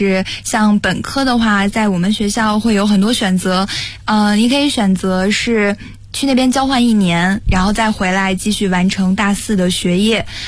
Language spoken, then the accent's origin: Chinese; Beijing, China; 我的发小就是小的时候是在北京跟我住在同一个小区